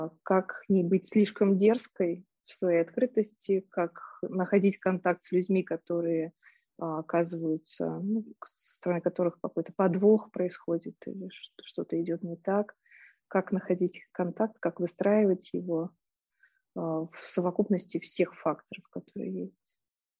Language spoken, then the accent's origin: Russian; Minsk, Belarus; Я родом из Минска, и поэтому мои первые университеты — это вот университет педагогический в Минске.